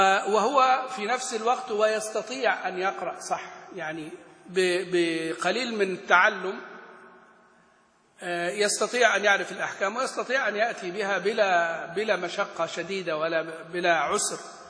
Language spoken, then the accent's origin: Arabic; Egypt; نحن كمصريين مثلا ما نخرج الذال ذالا ولا الثاء ثاء ولا الضاء ضاء، وإنما نخرج الضاء ظاء، ونخرج الثاء ساء سين، ونخرج مثلا الذال زاي.